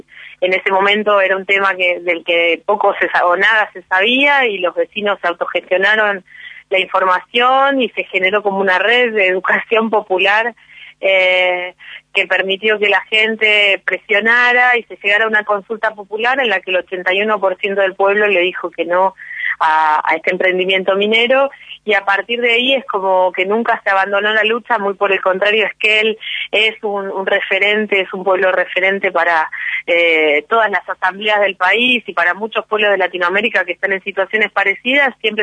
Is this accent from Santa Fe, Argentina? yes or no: no; San Miguel, Buenos Aires Province, Argentina; now in Esquel, Argentina; Soy de San Miguel, así que por eso conozco Moreno, le decía la productora, pero ya hace muchos años que vivo acá en Esquel.